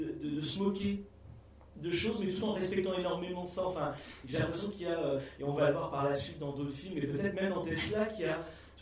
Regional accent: France; c'est vraiment en tant que Français

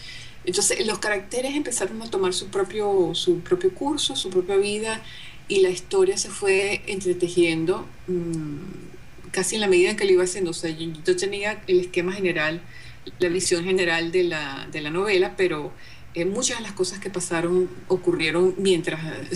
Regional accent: Venezuela; moved away as an adult; yo me fui de Venezuela por razones políticas.

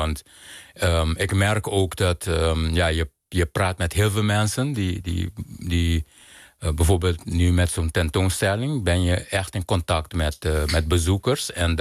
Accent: Curaçao; ik ben op Curaçao geboren en opgegroeid, waar kleur gewoon een heel bepalend element is in je dagelijks leven.

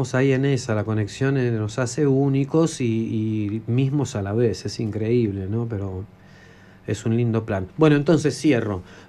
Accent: Buenos Aires, Argentina; Soy un porteño que quiere conectar con gente de acá, de Córdoba, de Mendoza, de San Juan

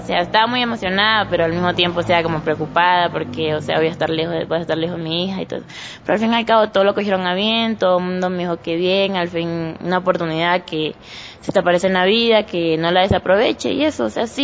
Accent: Sucumbíos, Ecuador; Tengo 17 años. Vengo de la provincia de Sucumbíos, de La Guadrio.

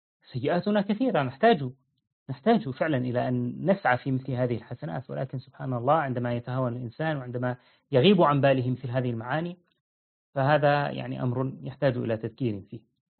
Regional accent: Syria; حتى تجد مثلا نحن في عندنا في سوريا

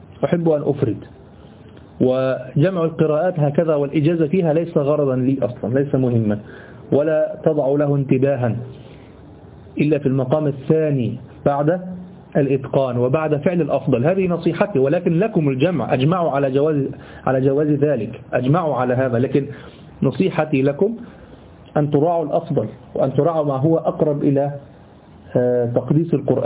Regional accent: Egypt; هي اللي احنا بنقرأ بها كمصريين

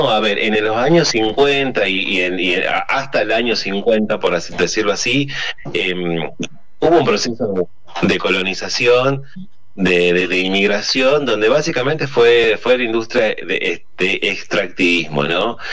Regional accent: Tucumán, Argentina; yo soy originario de Tucumán, ¿no?, en el NOA

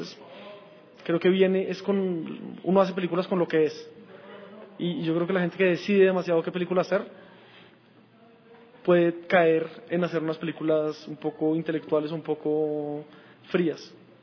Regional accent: Colombia; Soy colombiano, ahí pasé mi infancia, mi adolescencia, y ahora estoy pasando una parte de mi vida adulta, entonces es mi país

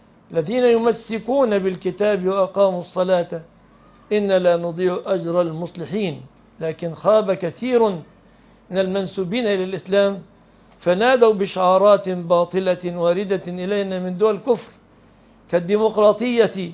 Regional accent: Egypt; ليس المعنى الذي عندنا في مصر نطلق المدن والقرى

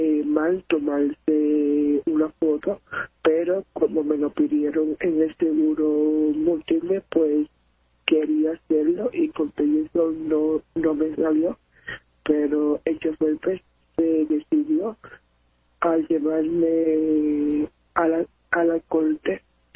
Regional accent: Carolina, Puerto Rico; Yo soy del pueblo de Carolina.

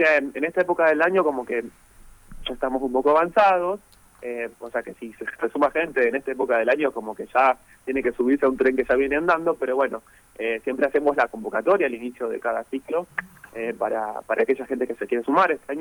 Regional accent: Gálvez, Santa Fe, Argentina; yo soy de Galvez

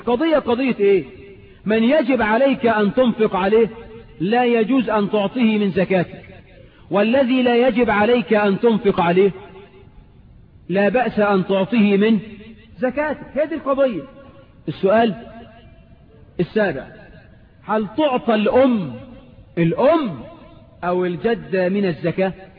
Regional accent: Egypt; يجوز ولا لا يجوز في عرفنا كمصريين؟

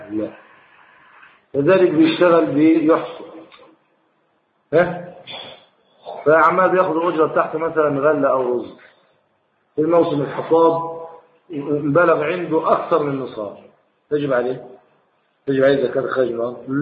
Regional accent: Egypt; لكن في بلح عندنا في مصر لا يتحول تمرا

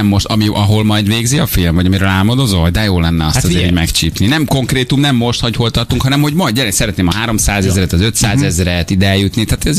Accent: Hungary; Baromi nehéz nyilván tényleg magyarként olyan filmet csinálni, ami nekünk a francos amerikai filmeken szocializálódott

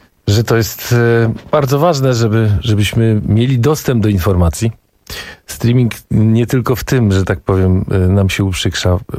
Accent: Gdańsk, Pomeranian Voivodeship, Poland; Ale ja się wychowałem w Gdańsku i większość twarzy i tych ludzi kojarzę.

